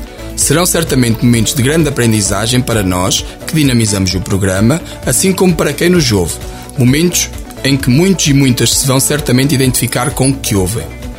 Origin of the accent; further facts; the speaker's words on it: Oliveira do Hospital, Coimbra, Portugal; sou natural do Conselho de Oliveira do Hospital, resido na aldeia das Seixas, da freguesia do Seixo da Beira.